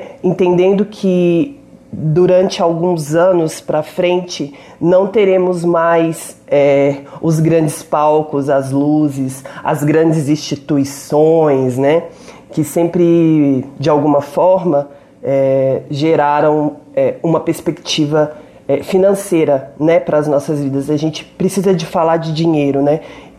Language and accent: Portuguese; Belo Horizonte, Minas Gerais, Brazil; moved away as an adult; now in São Paulo, Brazil; Eu sou, né, mineira, Belo Horizontina, moro aqui em São Paulo há 8 anos